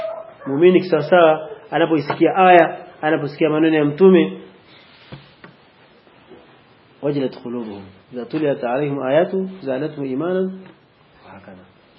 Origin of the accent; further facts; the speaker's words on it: Mwanza, Tanzania; sisi tumetokea Mwanza. … ni mwalimu wa dini.